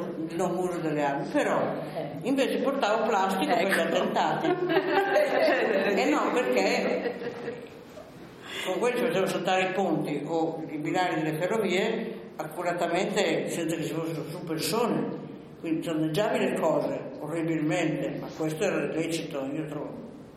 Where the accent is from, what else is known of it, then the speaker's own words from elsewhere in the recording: Novara, Piedmont, Italy; born there; Io sono nata a Novare, come è noto, un po' dopo le guerre puniche